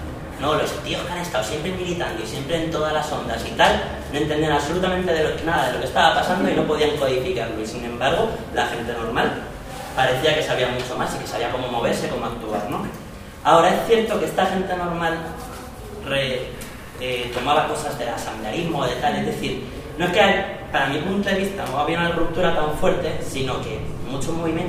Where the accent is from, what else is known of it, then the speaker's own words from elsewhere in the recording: Madrid, Community of Madrid, Spain; Yo soy de Madrid, tengo una historia medio rara. Soy de Madrid, estuve en el movimiento Ocupa mucho tiempo. Me fui a estudiar a Andalucía